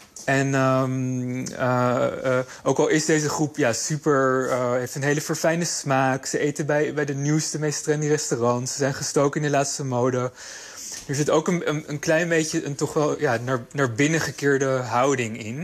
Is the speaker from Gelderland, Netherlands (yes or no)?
no; Amsterdam, North Holland, Netherlands; ik ben nu 34 jaar en ik ben opgegroeid in Amsterdam.